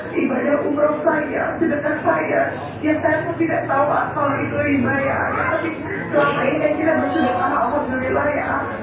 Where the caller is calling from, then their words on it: Banjarmasin, South Kalimantan, Indonesia; saya dari Banjarmasin nih